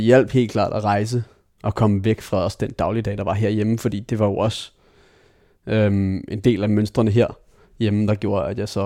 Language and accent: Danish; Taarbæk, Capital Region of Denmark, Denmark; Jo, jeg voksede op i Torbæk. Mine forældre blev skilt, da jeg var 2.